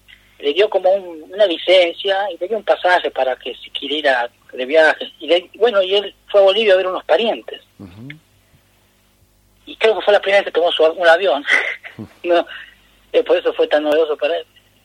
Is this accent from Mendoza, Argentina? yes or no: yes; Guaymallén, Mendoza, Argentina; born there; nací en Mendoza, en Guaymallén, a las afueras, Y bueno, mi padre jujeño, de Mina Pirquitas, con mi madre de Tupiza, se afincaron ahí en Mendoza